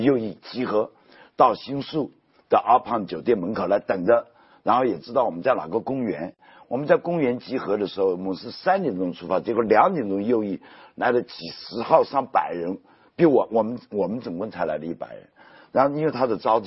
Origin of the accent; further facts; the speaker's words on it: Japan; 因为我是日本人，对吧？